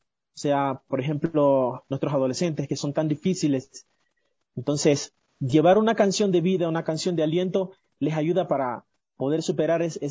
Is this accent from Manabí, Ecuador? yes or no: no; Esmeraldas, Ecuador; now in Quito, Ecuador; Me encuentro en la capital, pero soy de Esmeralda, de la provincia verde, de allá nomás.